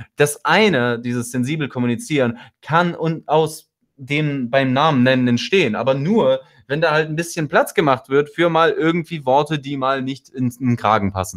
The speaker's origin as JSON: {"language": "German", "country": "Russia", "said": "Ich komme ja aus Russland so"}